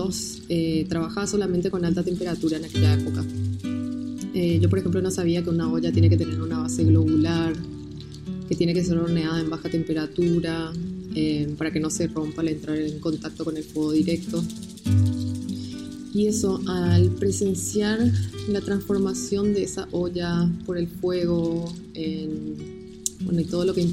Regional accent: Asunción, Paraguay; soy alfarera de Asunción, Paraguay.

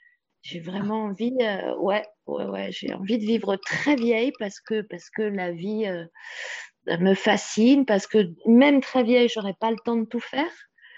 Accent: Île-de-France, France; now in Guadeloupe; je suis originaire de France, de région parisienne, où bah, j'étais chez moi, on va dire.

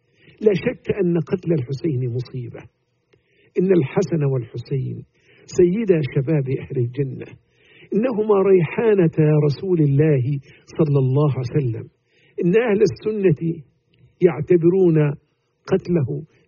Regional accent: Egypt; حتى تسمى عندنا في مصر يسمون عاشوراء

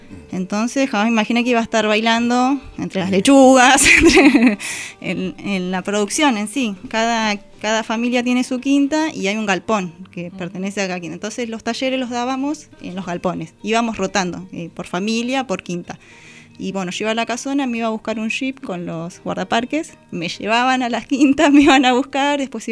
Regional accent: Berisso, Buenos Aires Province, Argentina; Y yo, no, soy de Berisso.

